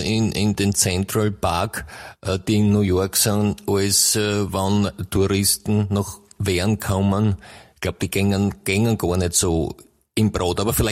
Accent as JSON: {"language": "German", "region": "Styria", "country": "Austria", "lives_now": "Vienna, Austria", "said": "ich meine, ich komme ja aus der Steiermark ursprünglich und das heißt ja die grüne Steiermark, ja."}